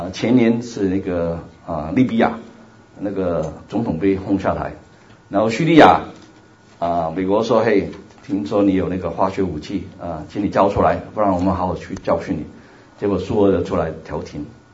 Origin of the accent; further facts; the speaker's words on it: Hong Kong; first language Cantonese; Chinese is a second language; also born or lived in Taiwan; 我是来自香港，所以你要听我讲道的话需要点那个耐性啊，因为广东人讲国语的话是有点吃力的啊